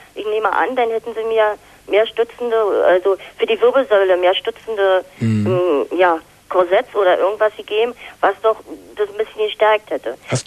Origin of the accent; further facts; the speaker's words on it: Germany; weil ich bin in der DDR aufgewachsen